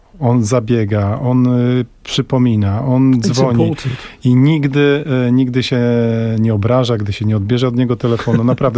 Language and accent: Polish; Warsaw, Masovian Voivodeship, Poland; Macet, czyli mój kumpel, z którym się wychowałem na warszawskim Brudnie